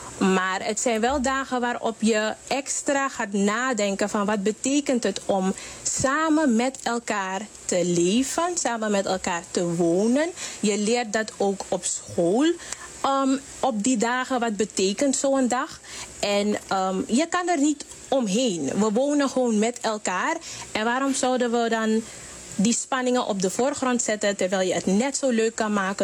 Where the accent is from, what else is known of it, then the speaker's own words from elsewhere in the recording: Suriname; hebben we ook allemaal als Surinamers meegedaan.